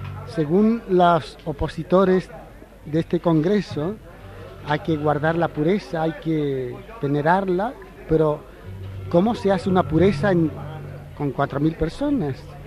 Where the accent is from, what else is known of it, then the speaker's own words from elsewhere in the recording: Granada, Andalusia, Spain; also born or lived in Madrid, Spain / New York, United States; Bueno, yo soy de Granada.